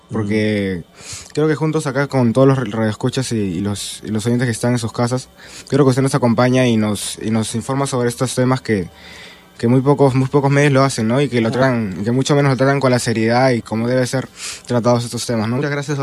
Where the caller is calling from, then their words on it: San Martín de Porres, Lima, Peru; De San Martín